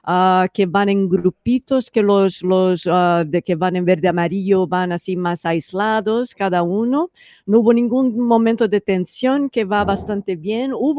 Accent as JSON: {"language": "Spanish", "country": "Brazil", "second_language": "Spanish", "lives_now": "Barcelona, Spain", "said": "somos dos brasileños viviendo aquí en Barcelona."}